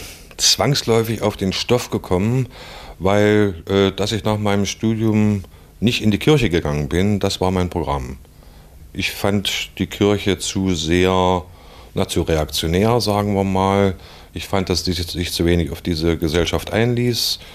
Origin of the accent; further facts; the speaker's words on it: Harz, Germany; Also ich stamme aus dem Südharz im weiteren Sinne